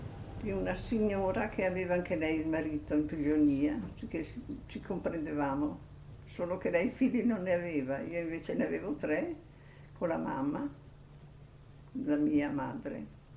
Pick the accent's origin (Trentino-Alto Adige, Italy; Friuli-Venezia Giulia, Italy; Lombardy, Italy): Trentino-Alto Adige, Italy; Calliano; Io ho dunque 92 anni, compiuti ieri, e sono di Cagliano. Nata e vissuta a Cagliano.